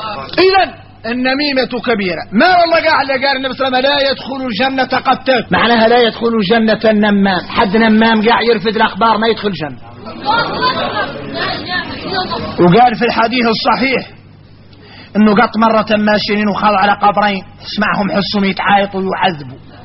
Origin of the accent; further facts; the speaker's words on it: Mauritania; هذا كثير فينا احنا موريتاني